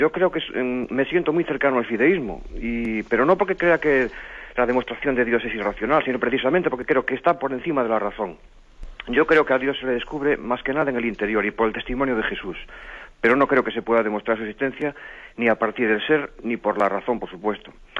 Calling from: Pontevedra, Galicia, Spain; llamo de Pontevedra.

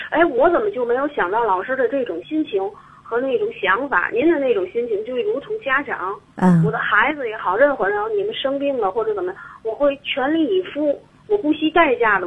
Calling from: Tianjin, China; 我是天津的，河北店的

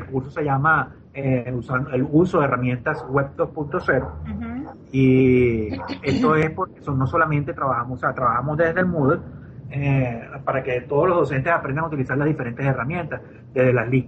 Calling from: Maracay, Aragua, Venezuela; saludo desde Maracay, Venezuela.

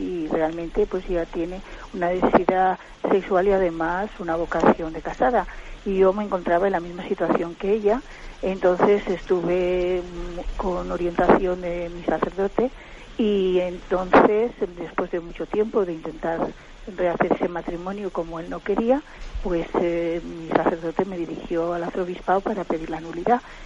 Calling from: Valencia, Valencian Community, Spain; de Valencia.

